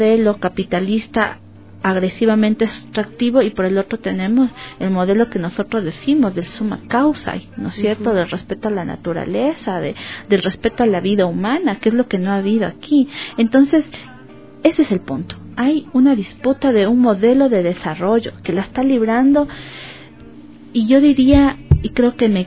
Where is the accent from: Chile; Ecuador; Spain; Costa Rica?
Ecuador; Entonces también es tener una posición como ecuatorianos.